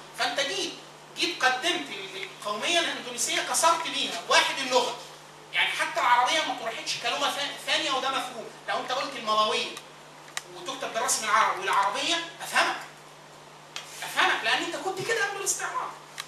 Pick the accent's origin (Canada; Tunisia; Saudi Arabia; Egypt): Egypt; مش عيب ان الواحد اقول ان انا مصري، واقول ان انا عربي